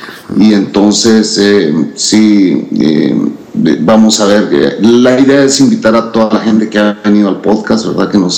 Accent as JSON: {"language": "Spanish", "country": "Guatemala", "said": "Yo vengo de Guatemala y estoy en El Salvador en este momento."}